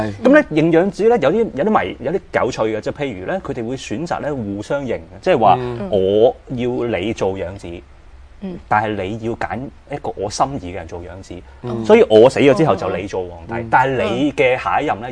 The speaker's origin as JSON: {"language": "Cantonese", "country": "China", "said": "咁所以我哋中國人以為是最好的嘢呢、其實不一定是最好的"}